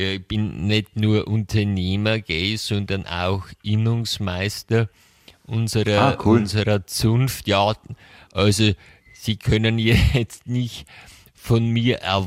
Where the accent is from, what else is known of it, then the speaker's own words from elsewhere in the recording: Munich, Bavaria, Germany; Ich komme aus München.